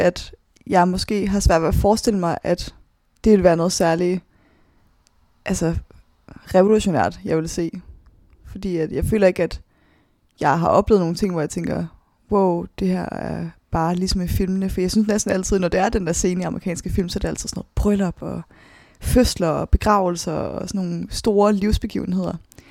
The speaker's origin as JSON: {"language": "Danish", "town": "Svendborg", "region": "Region of Southern Denmark", "country": "Denmark", "tie": "born or raised there", "also_born_or_lived": "Copenhagen", "said": "Der blev jeg født på Rigshospitalet i København, og få år efter, så flytter mine forældre med mig til Svendborg på Sydfyn, hvor jeg så bor indtil jeg er 15, hvor jeg starter på efterskole på Langeland"}